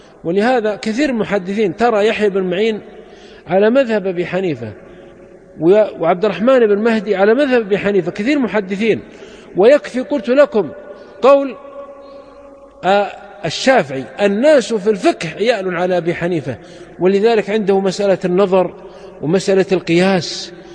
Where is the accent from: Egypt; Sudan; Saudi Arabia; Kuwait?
Saudi Arabia; وعندنا في السعودية حنابلة